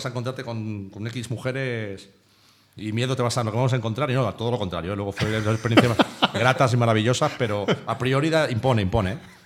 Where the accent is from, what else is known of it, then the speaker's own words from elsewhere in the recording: Madrid, Community of Madrid, Spain; Pero yo es que soy de Vicálvaro, entonces claro, Vicálvaro es uno de los barrios, si no el barrio más heavy que había en Madrid